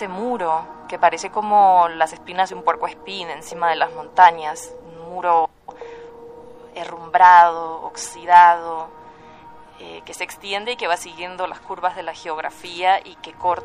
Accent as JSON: {"language": "Spanish", "region": "Montevideo", "country": "Uruguay", "tie": "born or raised there", "said": "Yo crecí cerca de la Rambla, de la playa, en una ciudad donde, bueno, el viento te lleva volando"}